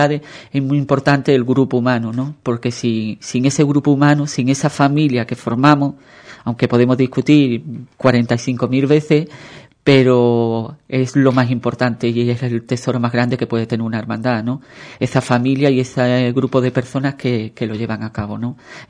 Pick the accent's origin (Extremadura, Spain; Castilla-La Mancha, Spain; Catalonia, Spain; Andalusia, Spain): Andalusia, Spain; Ubrique; en mi caso, por mi Nazareno, por la Semana Santa y por mi pueblo, por Ubrique, ¿no?